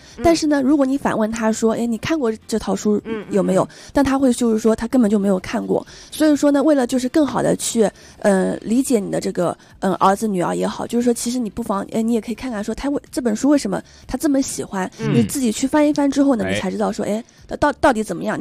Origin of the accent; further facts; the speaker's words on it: China; 所以我们就是说我们中国人还是有自己的这个文化情节在的